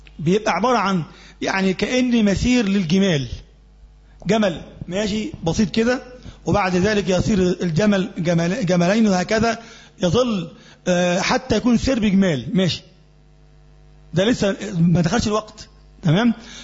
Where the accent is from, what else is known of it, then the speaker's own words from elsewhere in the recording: Egypt; بيكون مثلا ما بين هنا عندنا في مصر وبين الشمس نفسها